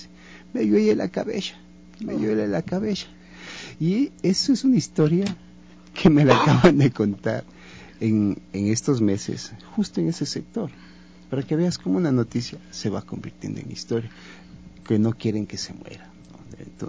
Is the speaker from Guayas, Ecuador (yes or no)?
no; Cuenca, Azuay, Ecuador; yo no soy de aquí, yo soy de la Suay, yo soy cuencano